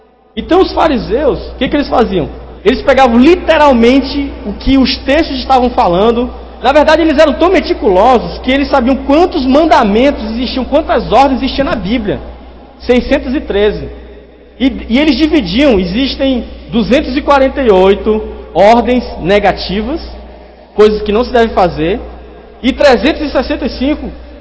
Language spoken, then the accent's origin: Portuguese; Brazil; Eu sou brasileiro, moro em Rondônia.